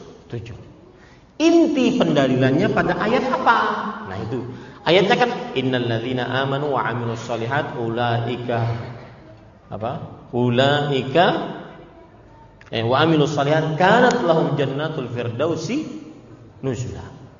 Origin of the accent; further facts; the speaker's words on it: Banjarmasin, South Kalimantan, Indonesia; sebagaimana yang ada di kota saya di Banjarmasin